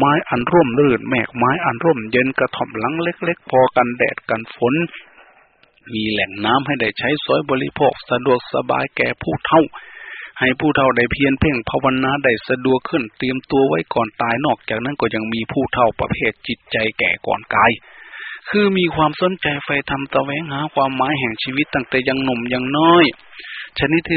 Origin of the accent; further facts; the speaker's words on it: Phana, Ubon Ratchathani, Thailand; บ้านเกิดเมืองนอนบ้านพ่อเมืองแม่อาตมาอำเภอพนาจังหวัดอุบลราชธานีไปดูเถิดยังมีอยู่ทุกวันนี้